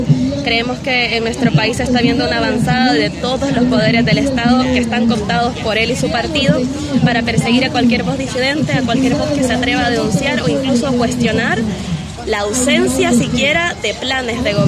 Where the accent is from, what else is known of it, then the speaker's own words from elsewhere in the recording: El Salvador; now in Buenos Aires, Argentina; soy migrante salvadoreña